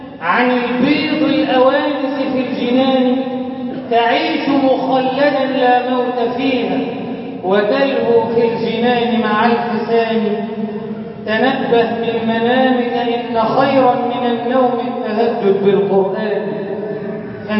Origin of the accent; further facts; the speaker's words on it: Egypt; اجعل بلدنا مصر أمنا أمانا، سخاء رخاء